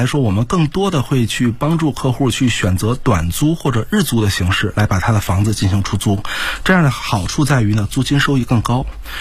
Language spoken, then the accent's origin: Chinese; China